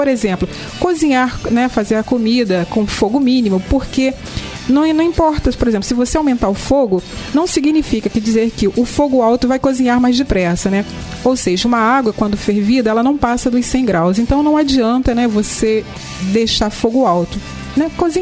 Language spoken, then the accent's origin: Portuguese; Rio de Janeiro, Brazil; da minha terra, lá de Pilares